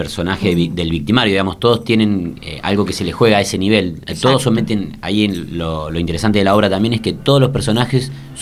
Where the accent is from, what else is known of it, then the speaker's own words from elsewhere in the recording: Santa Fe, Argentina; me formé en teatros más clásicos y más grandes, yo vengo de Santa Fe